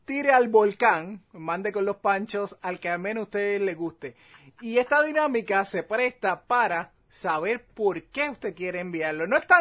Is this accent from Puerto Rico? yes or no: yes; Puerto Rico; moved away; Ya muchos de esos items que eran de los favoritos creciendo en Puerto Rico no existen acá.